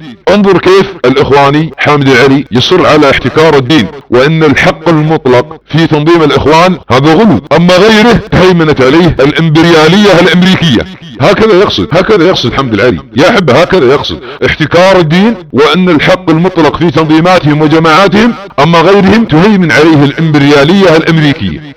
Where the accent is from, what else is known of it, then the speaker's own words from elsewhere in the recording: Saudi Arabia; ابناء وطني في المملكة العربية السعودية